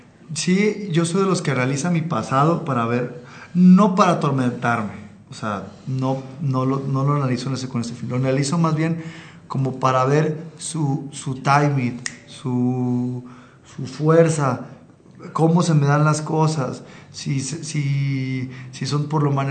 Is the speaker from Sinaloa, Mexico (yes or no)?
yes; Sinaloa, Mexico; now in Mexico City, Mexico; Yo nací en Sinaloa y viví toda mi infancia allá.